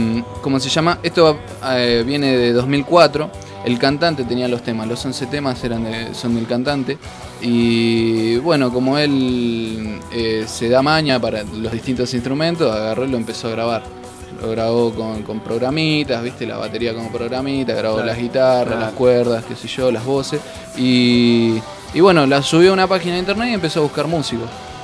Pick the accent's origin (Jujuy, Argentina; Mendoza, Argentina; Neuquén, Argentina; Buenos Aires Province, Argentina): Buenos Aires Province, Argentina; Quilmes; Yo vengo de Quilmes, zona sur.